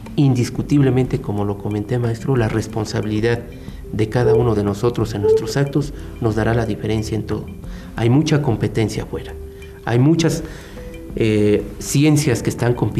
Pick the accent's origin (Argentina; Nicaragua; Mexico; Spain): Mexico; estamos perdiendo la gran oportunidad como mexicanos de poner una empresa que puede ser de clase mundial